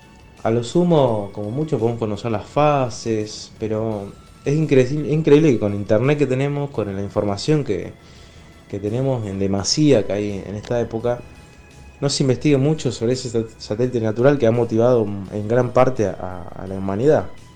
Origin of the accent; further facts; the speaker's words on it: Rosario, Santa Fe, Argentina; Hola Dani, hola Diego, hola a toda la audiencia. … de Rosario.